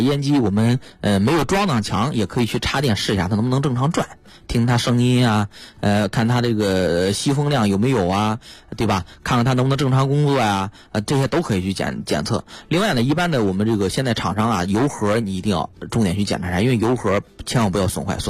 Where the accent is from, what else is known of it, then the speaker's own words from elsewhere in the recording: China; 因为毕竟说白了我们中国人还是节俭为主嘛